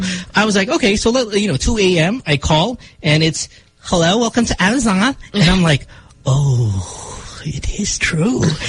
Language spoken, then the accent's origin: English; Philippines; English is a second language; But because I'm Filipino and because I'm from the Philippines